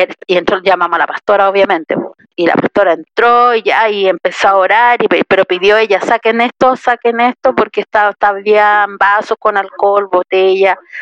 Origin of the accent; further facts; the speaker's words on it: Tocopilla, Antofagasta, Chile; yo soy de Tocopilla y siento como mi casa la iglesia de Tocopilla.